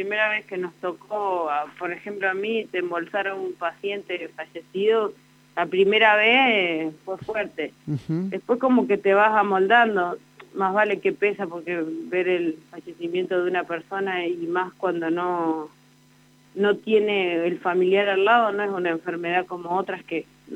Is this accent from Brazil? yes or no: no; Santa Rosa, La Pampa, Argentina; Yo soy de acá, de Santa Rosa, tengo 30 años.